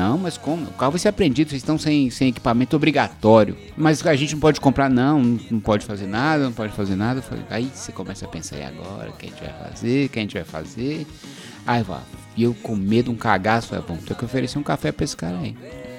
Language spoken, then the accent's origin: Portuguese; São Paulo, Brazil; a gente saiu, a gente é de São Paulo, a gente saiu sem essa porcaria desse kit.